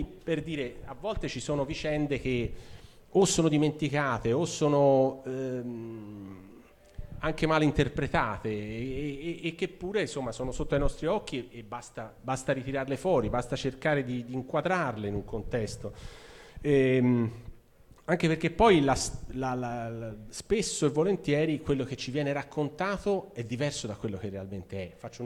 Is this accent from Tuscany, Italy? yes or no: yes; Florence, Tuscany, Italy; ora noi siamo fiorentini o comunque viviamo a Firenze e vediamo quello che è la nostra città